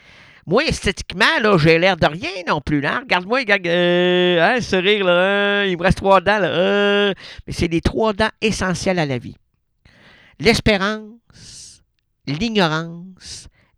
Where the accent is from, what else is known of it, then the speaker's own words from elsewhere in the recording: Quebec City, Quebec, Canada; Moi, je suis de Québec. Mon ignare...